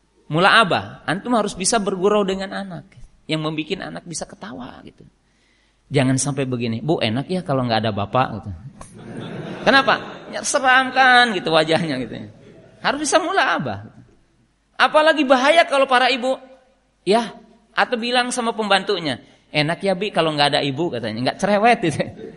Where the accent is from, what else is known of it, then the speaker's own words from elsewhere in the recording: West Java, Indonesia; Saya kan orang Sunda, USA. Orang Sunda asli.